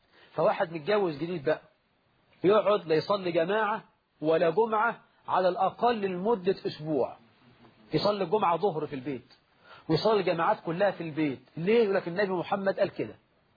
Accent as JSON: {"language": "Arabic", "country": "Egypt", "said": "وهذا يحصل في بعض المساجد في الريف عندنا في مصر"}